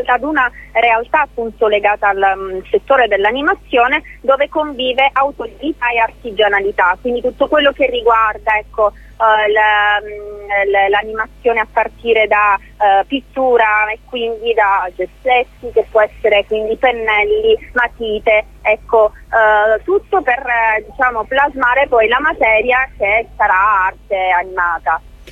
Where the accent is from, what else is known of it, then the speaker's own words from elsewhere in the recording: Sicily, Italy; Io sono siciliana. Sono siciliana, mi sono formata a Roma in realtà.